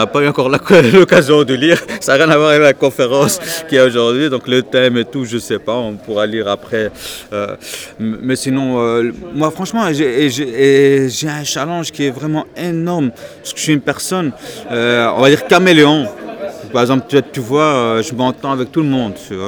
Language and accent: French; Belgium; Je suis musulman. Je suis né en Belgique. Je suis belge. Je suis d'origine marocaine